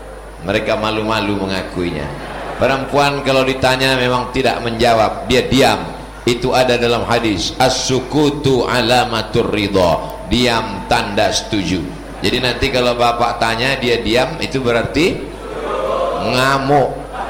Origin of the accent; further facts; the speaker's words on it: Riau, Indonesia; Saya dari Riau, di Jakarta cuma 3 hari, Jumat, Sabtu, Ahad. Habis itu saya akan pulang.